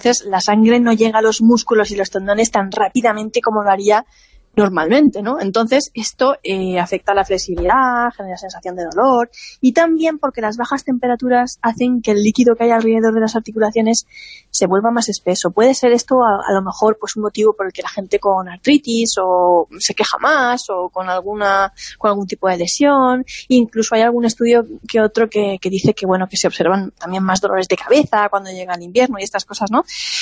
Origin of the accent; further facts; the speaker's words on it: Alicante, Valencian Community, Spain; Yo, como buena alicantina, borracha y fina, pensaba que eso era cosa de los dibujos animados